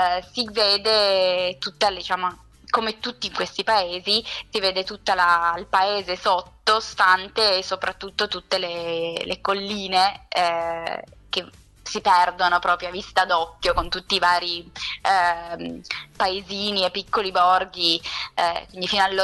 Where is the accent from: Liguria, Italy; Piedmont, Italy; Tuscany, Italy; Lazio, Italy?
Piedmont, Italy; io sono piemontese, quindi non posso dire nulla assolutamente contro i miei vini